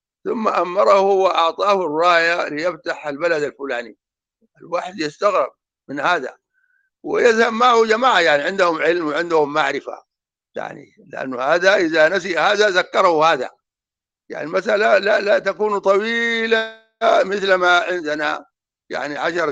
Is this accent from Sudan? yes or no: yes; Darfur, Sudan; يعني كالمثل اللي عندنا في دارفور